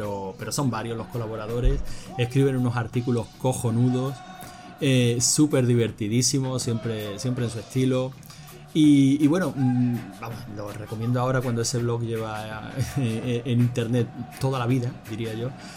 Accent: Andalusia, Spain; tú sabes que soy andaluz, Cal, y las S y las C y las Z no son precisamente.

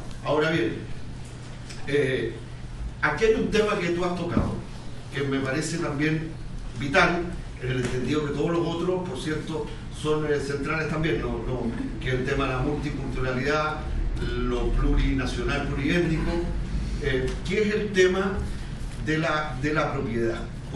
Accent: Chile; la identidad y la conformación nuestra como chilenas y chilenos

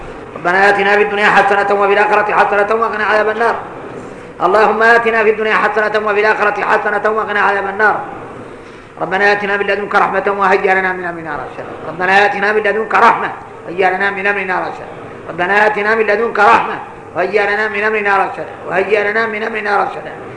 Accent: Mauritania; واحنا موريتاني ما شاء الله

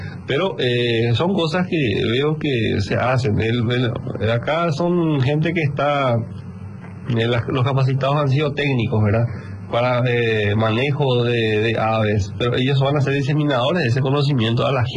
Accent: Paraguay; pero como un paraguayo más, ¿verdad?

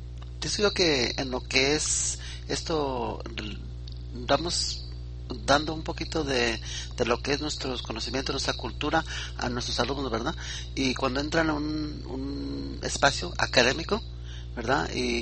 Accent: Mexico; now in United States; estoy yo experimentando en Estados Unidos también con donde entramos nosotros como mexicanos, entramos como hispanos

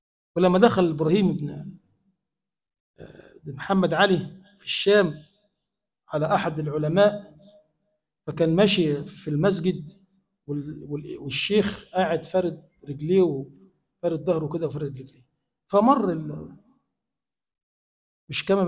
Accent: Egypt; اللهم اجعل بلدنا مصر بلدا آمنا مطمئنا سخاء رخاء

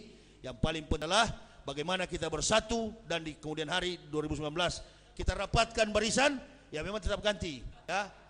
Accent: Manado, North Sulawesi, Indonesia

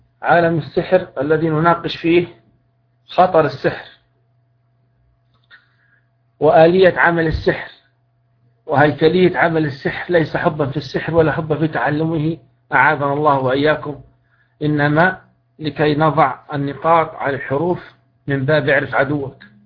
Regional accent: Libya; الرصيدة هذه تعتبر يعني باللغة العامية الدارجة موجودة عندنا في ليبيا

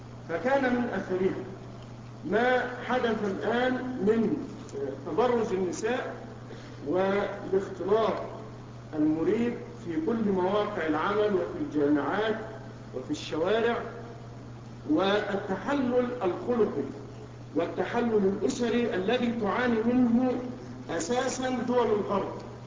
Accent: Egypt; عندنا في مصر عانينا من هذه المسألة

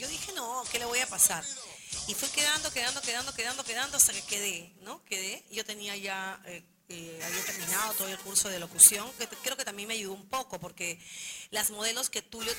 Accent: Callao, Peru; me da la oportunidad de acercarme a mi pueblo, a mi gente, ¿no? En todos los estratos que hay aquí en el Callao, ¿no?

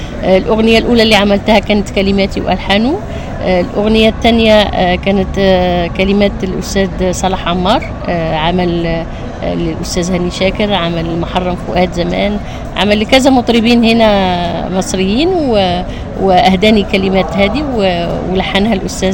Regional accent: Algeria; لا أنا أغني جزائري أكيد عشان بلادي

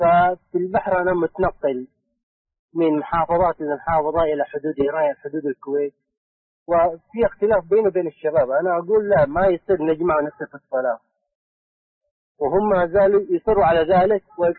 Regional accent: Saudi Arabia; انا من جازان داوم في المنطقه الشرقيه في السفر، انا شركه متعاقده مع ارامكو،

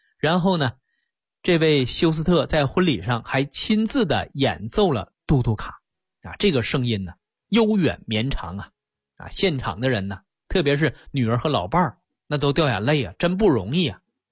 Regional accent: China; 我们中国人有句话叫通则不痛啊

